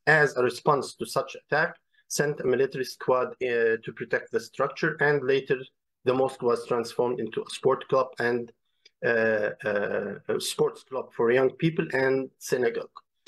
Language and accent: Arabic; Palestine; احنا كفلسطينيين ما إلنا علاقة بشو بيصير بعد ال 48